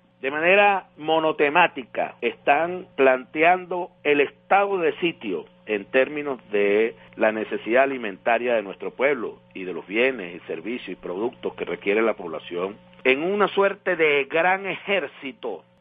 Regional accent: Venezuela; Los que no tenemos somos los venezolanos decentes y honestos, que estamos aquí dando la batalla

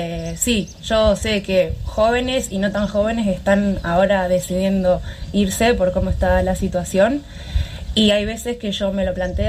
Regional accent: Argentina; y estar en mi país, la verdad, y seguir apostando. Es difícil, pero yo me siento cómoda emprendiendo en Argentina

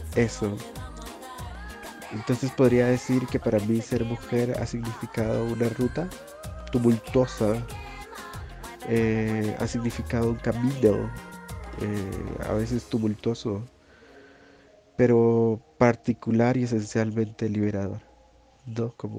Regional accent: Nicoya, Guanacaste, Costa Rica; tengo 29 años. Soy costarricense, aunque disfruto mucho más decir que soy centroamericana, pero particularmente guanacasteca, nicoyana para ser exacta.

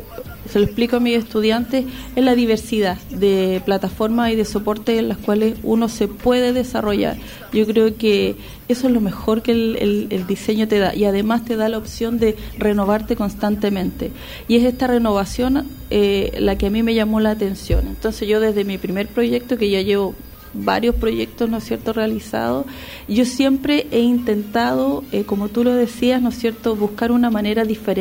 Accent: Arica, Arica y Parinacota, Chile; also born or lived in Antofagasta / Santiago; yo como muchas personas tuve que salir de Arica para estudiar. Viví 6 años en la ciudad de Antofagasta.

